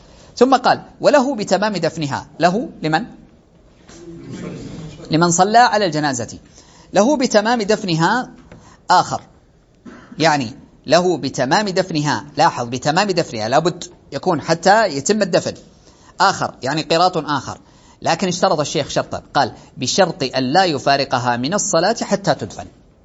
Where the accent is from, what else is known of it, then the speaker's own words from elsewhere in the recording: Saudi Arabia; ولأجل هذا ترون أنه عندنا في السعودية عموم المساجد